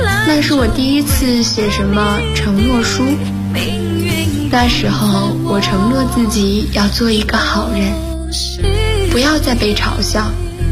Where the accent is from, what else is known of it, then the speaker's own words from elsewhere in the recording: North China, China; 我出生在北方的三线小城市，小时候不懂事儿，总爱问父母我们这个城市到底是哪三线。